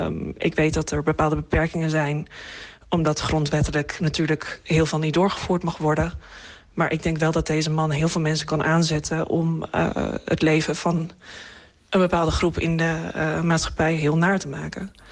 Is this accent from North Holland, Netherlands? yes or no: yes; Amsterdam, North Holland, Netherlands; Ik kom zelf uit Amsterdam, wat natuurlijk redelijk links is.